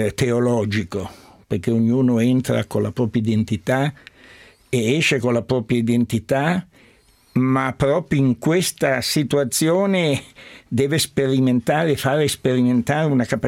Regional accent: Turin, Piedmont, Italy; born there; è una famiglia sefardita la mia, che poi all'inizio del secolo si era trasferita a Torino. E già mio padre era nato a Torino e quindi anch'io sono nato a Torino.

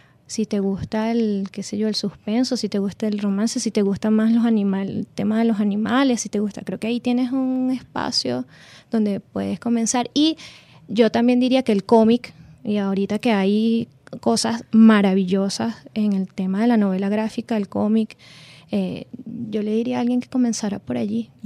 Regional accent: Venezuela; Quizás no somos los venezolanos como muy dados y confundimos la palabra crítica con otras cosas, pero creo que existe y creo que hay gente que la hace muy bien en el país.

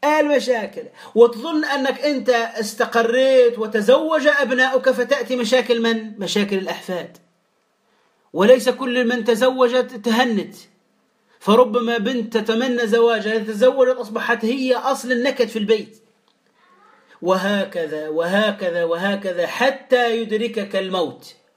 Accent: Tunisia; يعني ماذا نقول في المثل عندنا في تونس يا إخوة؟

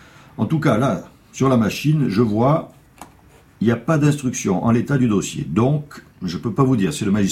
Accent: Corsica, France; Non, je ne suis pas d'origine corse, je suis corse.

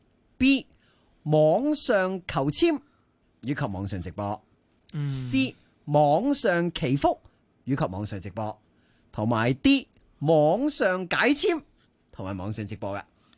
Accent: Hong Kong; 我觉得作为一个香港人，无论你系咪住喺黄大仙，我都觉得你应该认识一下嘅。

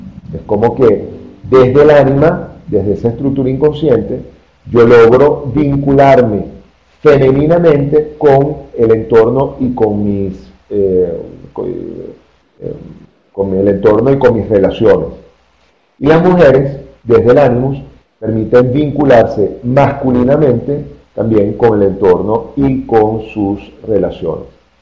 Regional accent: Venezuela; now in Colombia; les recuerdo que yo soy venezolano, tengo aquí en Colombia muy poco tiempo, llegué apenas en enero

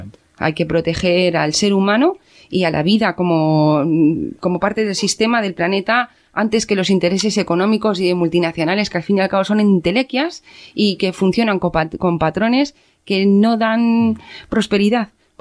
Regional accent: Aragon, Spain; yo como ciudadana aragonesa os doy las gracias

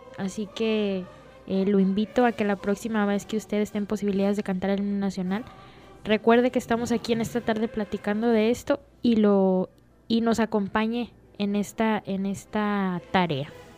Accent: Mexico; lo que el himno nacional debe significar para todos nosotros como mexicanos.

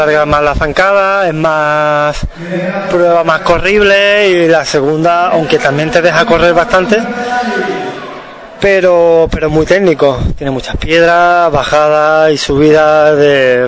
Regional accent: Seville, Andalusia, Spain; soy de Sevilla, pero vengo a entrenar aquí, ¿eh?

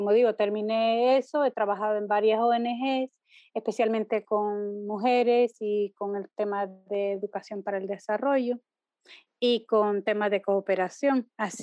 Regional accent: El Salvador; also born or lived in Mesa Grande, Honduras; soy salvadoreña porque nací aquí, pero me considero ciudadana del mundo.

